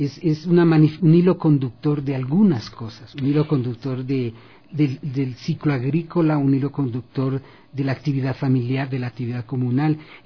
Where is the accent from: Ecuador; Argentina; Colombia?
Ecuador; hay algo que no podemos desconocer como ecuatorianos, y es la enorme riqueza de la diversidad cultural. Yo crecí en un medio donde en un cantón habían algunos grupos étnicos